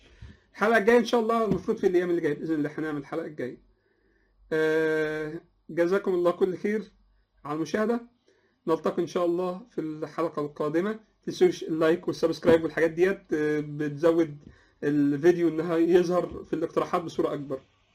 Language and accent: Arabic; Egypt; والاتراك جزء برضو لهم ميراث في مصر، واحنا كمصريين لنا ميراث في تركيا المعاصره